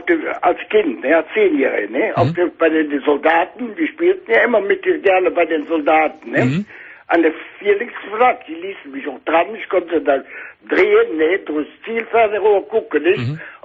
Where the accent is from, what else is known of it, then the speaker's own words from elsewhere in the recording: Bensberg, North Rhine-Westphalia, Germany; Ja, ich bin ja aus Bensberg, ne?